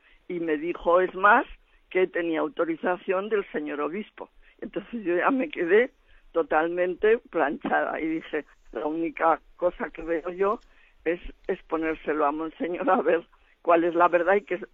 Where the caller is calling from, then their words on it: Zaragoza, Aragon, Spain; de Zaragoza.